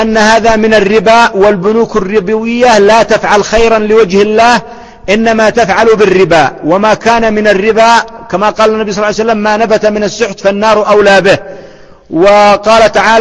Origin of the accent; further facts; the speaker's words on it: Yemen; لما أحد الأخوة أراد أن يتزوج عندنا في اليمن من بنت أخ طالب علم